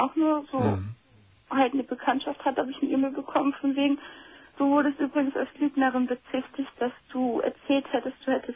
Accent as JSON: {"language": "German", "region": "Bavaria", "country": "Germany", "tie": "born or raised there", "moved": "yes", "lives_now": "Northern Germany", "said": "wir sind vor 97 sind wir von Bayern nach Norddeutschland gezogen. Das war schon mal ein sehr großes Einschnittserlebnis."}